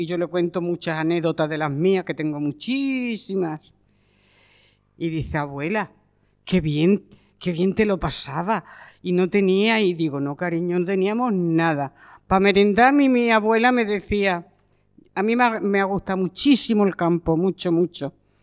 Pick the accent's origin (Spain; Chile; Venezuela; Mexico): Spain; Madrid, Community of Madrid; now in Murcia, Spain; yo venía de Madrid y a mí Murcia se me quedó muy... Entonces no me hice a ella. Me he ido haciendo, pero muy, muy, muy tarde.